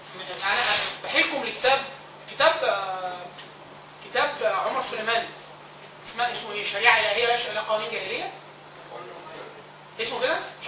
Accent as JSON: {"language": "Arabic", "country": "Egypt", "said": "لا احنا مصريين احنا نعمل قانون مصري عربي"}